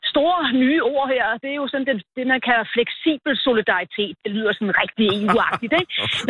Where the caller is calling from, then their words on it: Salzburg, Austria; Det er jeg naturligvis fra Mozartbyen Salzburg.